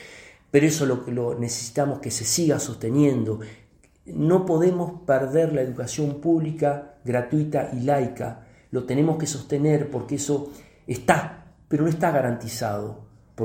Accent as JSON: {"language": "Spanish", "country": "Argentina", "said": "Eso somos los argentinos y las argentinas."}